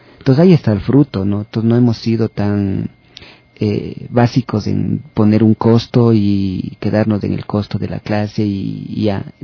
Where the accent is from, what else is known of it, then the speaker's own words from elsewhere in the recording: Quito, Pichincha, Ecuador; las memorias que como personas, como quiteño, he ido acumulando durante la infancia, la adolescencia y esta madurez.